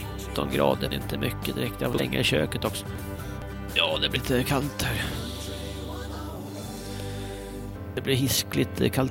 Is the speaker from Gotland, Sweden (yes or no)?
no; Stockholm, Stockholm County, Sweden; Jag kommer från Stockholm